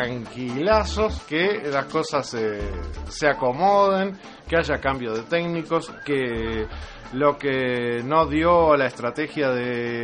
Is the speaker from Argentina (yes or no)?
no; Uruguay; ¿Cómo podemos hacer nosotros como uruguayos para hacer reconsiderar a esta minera?